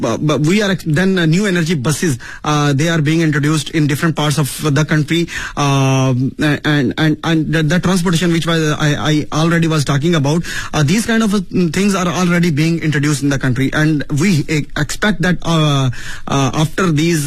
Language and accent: English; Pakistan; heard that I'm from Pakistan, I'm a Pakistani citizen